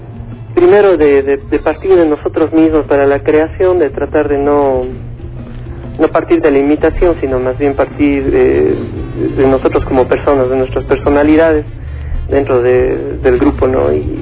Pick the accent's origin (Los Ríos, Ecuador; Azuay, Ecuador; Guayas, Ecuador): Azuay, Ecuador; Cuenca; somos cuencanos, ¿no?, y queremos relacionarnos con lo que es cuencano.